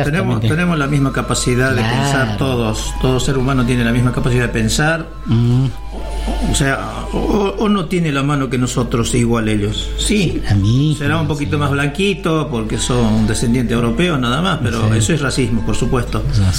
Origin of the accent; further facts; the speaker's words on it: Bolivia; now in Argentina; Nosotros tenemos todo el derecho, como todo boliviano, en todo el territorio boliviano